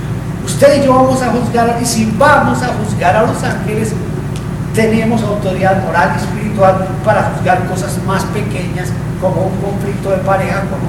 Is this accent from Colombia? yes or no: yes; Colombia; allá en mi país, ¿no? En Colombia.